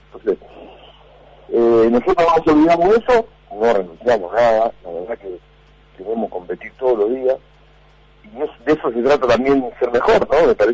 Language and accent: Spanish; Argentina; vos sabés cómo somos, y sobre todo como somos los argentinos, ¿no?